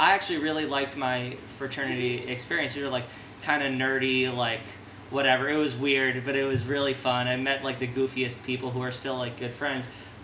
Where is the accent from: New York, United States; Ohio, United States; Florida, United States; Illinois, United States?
New York, United States; I'm from New York. Everybody here like knows and likes Jewish.